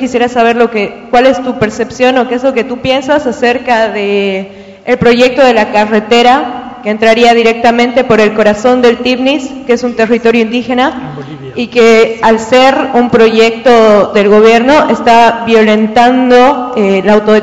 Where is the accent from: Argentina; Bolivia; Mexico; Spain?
Bolivia; Buenas, sí, yo soy de Bolivia. He escuchado con mucha emoción que has nombrado muchas veces mi país.